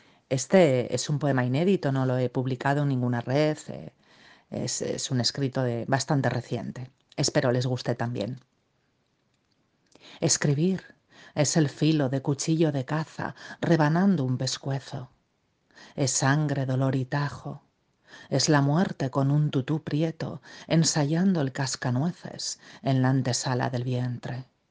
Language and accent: Spanish; Spain; now in San Sebastián, Spain; soy una poeta española, vivo en el País Vasco, en una ciudad llamada Donostia